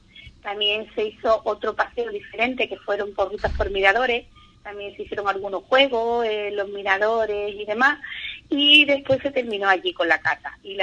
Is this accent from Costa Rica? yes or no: no; Andalusia, Spain; somos los andaluces, nos gusta mucho la cerveza